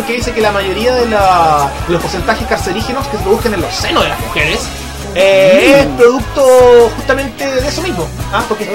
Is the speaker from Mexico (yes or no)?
no; Chile; uno se da cuenta de cómo somos los chilenos.